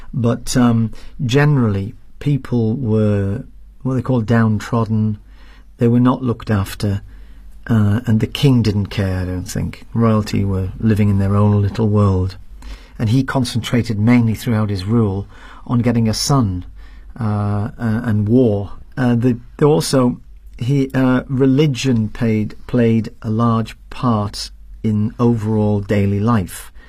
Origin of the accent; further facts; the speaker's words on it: Durham, North East England, United Kingdom; Even in my hometown in Durham, some of the Catholic churches, the pews, which are the seats that they sit in, they were all destroyed, they were all burnt.